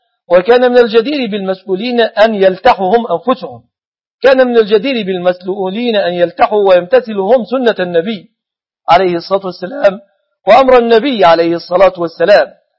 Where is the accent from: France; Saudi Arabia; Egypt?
Egypt; كما أسأله سبحانه أن يحفظ بلادنا مصر أمنة مطمئنة